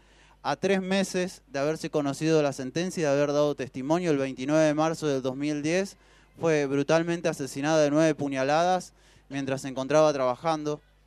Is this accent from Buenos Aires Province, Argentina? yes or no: no; Rafaela, Santa Fe, Argentina; nosotros somos de Rafaela